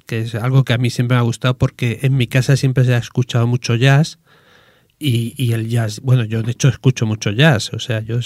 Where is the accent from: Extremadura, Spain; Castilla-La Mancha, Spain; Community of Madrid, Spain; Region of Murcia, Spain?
Region of Murcia, Spain; Murcia; yo soy de Murcia, y con 16, 17 años, que con 17 años antes salías y ibas donde querías, cada vez que había un concierto en la provincia de Murcia de … allí nos íbamos con el saco de dormir